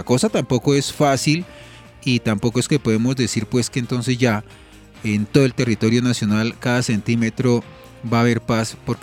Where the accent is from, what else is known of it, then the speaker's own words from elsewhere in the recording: Colombia; en esta etapa que comenzamos, que es la etapa posconflicto, pues también exigir como colombianos